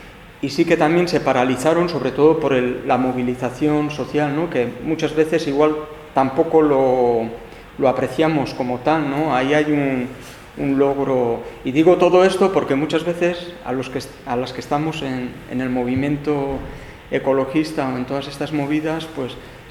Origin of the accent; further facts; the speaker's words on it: Basque Country, Spain; de nosotras como vascas, etcétera, pues de tener que defenderlo